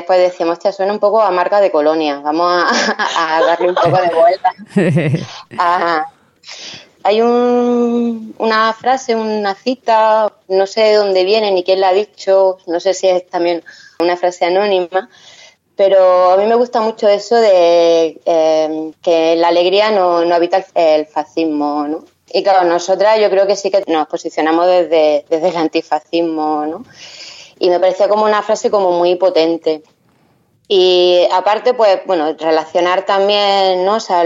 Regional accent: Andalusia, Spain; Reivindicar el ser andaluza y el por qué soy andaluza o somos andaluza

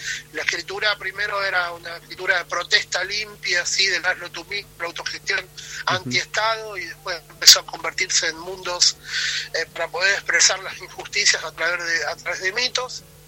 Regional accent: El Colorado, Formosa, Argentina; yo soy originario del Colorado, por una cuestión laboral estoy viviendo en otro pueblo que se... El Colorado queda al sur, la provincia de Formosa.

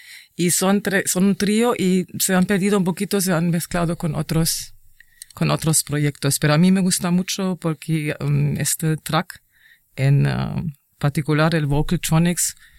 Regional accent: Germany; Spanish is a second language; ya voy a ir a mi tierra, a mi tierra natal. Alemania, por supuesto, es una gran referente a la música electrónica

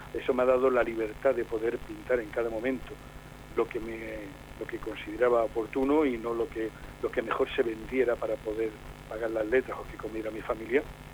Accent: Jumilla, Region of Murcia, Spain; se inauguró en Jumilla, mi pueblo natal, la primera exposición

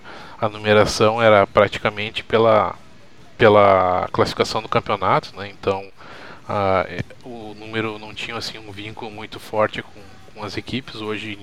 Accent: Brazil; a gente essa semana aí passou por isso como brasileiros e como, digamos, amantes do esporte, né?

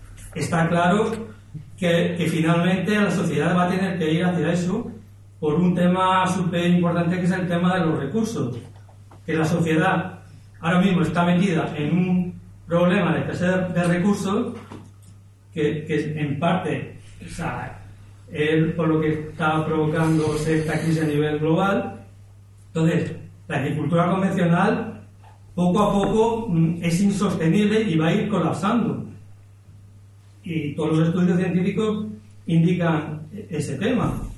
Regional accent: Málaga, Andalusia, Spain; ¿no? Yo vengo de Málaga, tengo una finca aquí en Archidona

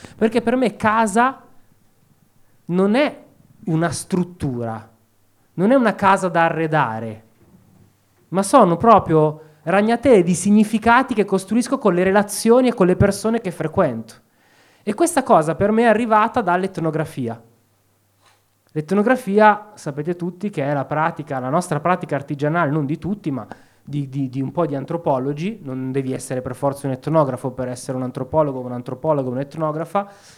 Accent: Opera, Lombardy, Italy; io sono nato e cresciuto a Opera, un posto di merda, dove c'è soltanto il carcere, dove c'è piccola criminalità, disagio, e questa era Opera negli anni Ottanta

